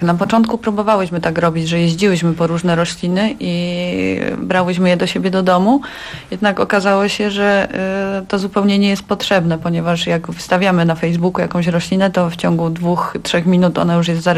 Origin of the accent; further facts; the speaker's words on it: Warsaw, Masovian Voivodeship, Poland; Ja jestem z Warszawy, mieszkam w Warszawie